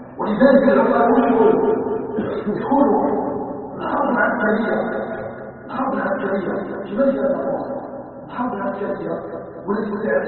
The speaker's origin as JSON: {"language": "Arabic", "country": "Algeria", "said": "ونحن ابناء الجزائر وابناء الجزائر راضيين عن الحقائق"}